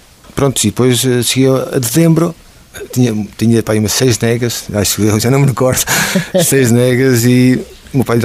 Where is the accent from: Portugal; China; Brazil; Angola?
Portugal; Oliveira; De Oliveira. Nasci em Oliveira, fiz a minha 4ª classe, o ciclo em Oliveira.